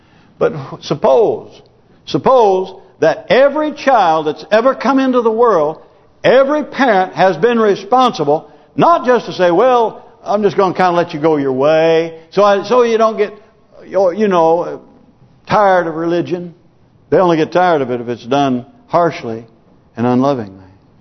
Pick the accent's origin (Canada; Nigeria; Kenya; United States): United States; You know, I'm glad that I grew up in America where I saw the fruit of godly living.